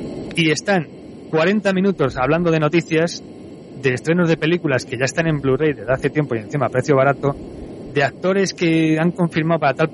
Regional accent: Madrid, Community of Madrid, Spain; Yo soy de Madrid

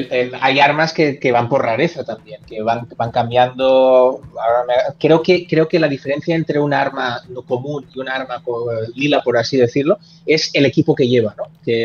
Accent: Spain; como periodistas españoles tenemos la opción de hablar

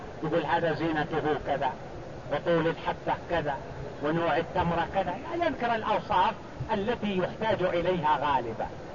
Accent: Mecca, Makkah Province, Saudi Arabia; يعني عندنا في مكة هذا نقول هذا جيد

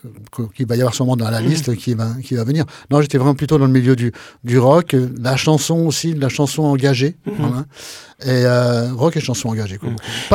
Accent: Tours, Centre-Val de Loire, France; born there; j'ai fait beaucoup de balles populaires dans les petits villages de la Touraine, parce que je suis né à Tours

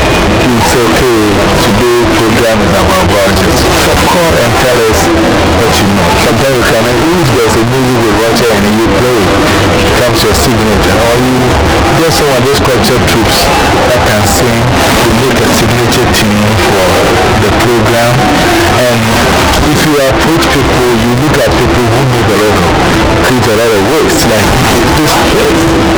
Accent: Mankessim, Central Region, Ghana; like I'm from Mankasin.

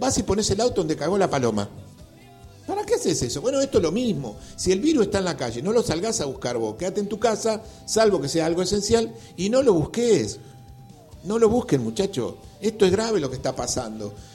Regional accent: Argentina; Pero bueno, somos argentinos nosotros, todos somos argentinos

